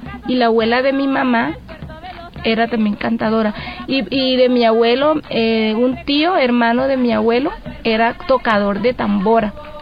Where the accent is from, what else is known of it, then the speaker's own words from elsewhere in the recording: San Martín, Bolívar, Colombia; de participar en las festividades como en mi pueblo, andar detrás de las carrozas, como San Martín celebra la Navidad con tamboras